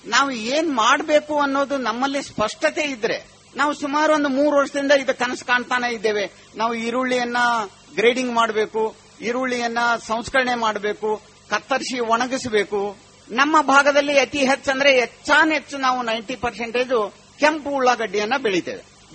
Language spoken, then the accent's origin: Kannada; Managuli, Karnataka, India; ನಾನು ಸಣ್ಣವನಿದ್ದಾಗ ನನ್ನ ಊರು ಇಲ್ಲೇ ಸ್ವಂತ ಊರು ಮನಗೂಳಿ